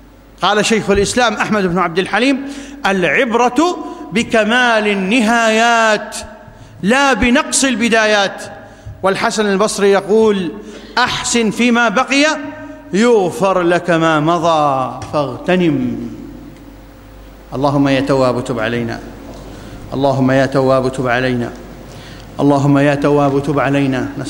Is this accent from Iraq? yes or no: yes; Iraq; اللهم ابسط الأمن والأمان في بلادنا العراق خاصة